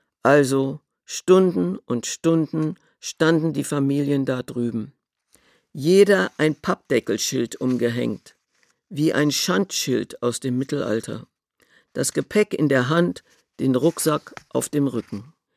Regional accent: Berlin, Germany; born there; Ich bin 1932 in Berlin geboren. Meine Eltern sind 1928 aus Polen nach Berlin gekommen. Sie waren osteuropäische Juden.

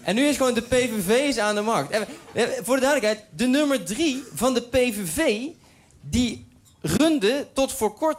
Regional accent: Uden, North Brabant, Netherlands; En het ding is, ik kom uit Uden.

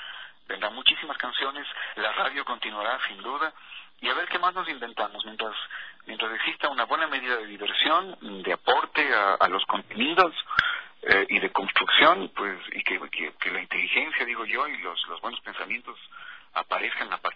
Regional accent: Ambato, Tungurahua, Ecuador; Yo aparecí haciendo radio en mi ciudad natal, yo soy ambateño, desde los 14 años hago radio.

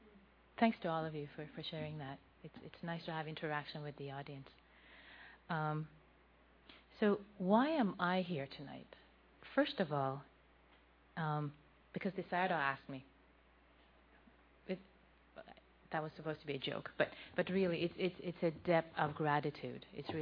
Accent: Iran; now in United States; I also was born in Iran to a Muslim family. I was raised in Iran. And then I've lived in the U.S. for 20-some years, so I wasn't really raised in the Buddhist cultural context.

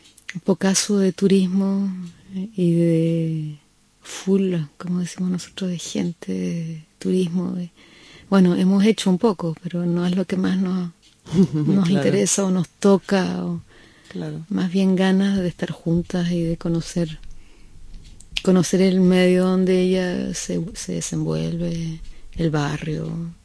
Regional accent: Concepción, Biobío, Chile; Nací en Concepción, y es una zona de Chile, donde llueve mucho, y donde no teníamos televisión, y donde yo iba solamente en la mañana a la escuela. En la tarde estábamos en casa, lloviendo, sin televisión, y muchos hermanos, éramos 7.

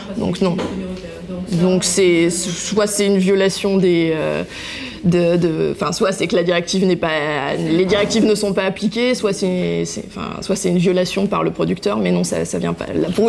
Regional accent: France; pour nous c'est plus facile à dire quand on est français parce qu'on a un poids économique important dans l'Union européenne.

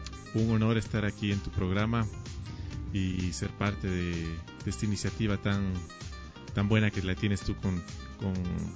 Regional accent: Ibarra, Imbabura, Ecuador; yo vengo de la ciudad de Ibarra, estuve por allá viviendo lo que es escuela, colegio.

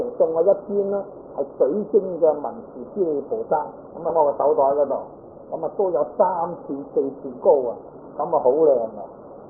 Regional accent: China; 在我哋中國人嚟講咧，應該都好聞名

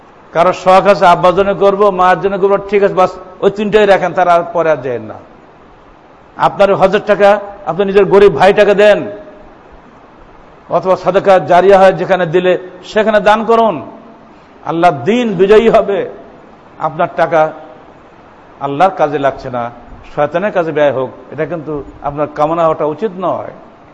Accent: Bangladesh; যুগ যুগ ধরে আমরা আবহমান কাল ধরে আমরা বাঙালি

